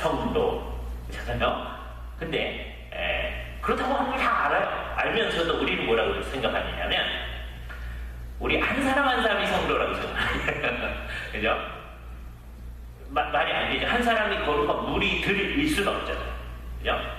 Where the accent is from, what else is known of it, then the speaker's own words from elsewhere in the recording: South Korea; now in United States; 그리고 또 하나의 정체성이 뭐냐? 우리는 한국 사람이다.